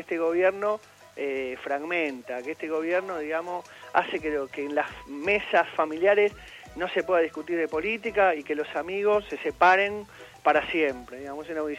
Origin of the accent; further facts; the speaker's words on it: Argentina; Todos somos argentinos.